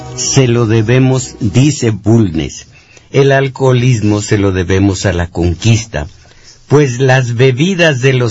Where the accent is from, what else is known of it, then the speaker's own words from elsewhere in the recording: Mexico; Las clases altas no viven en México, espiritualmente viven en Europa y en Estados Unidos, pero esto somos los mexicanos.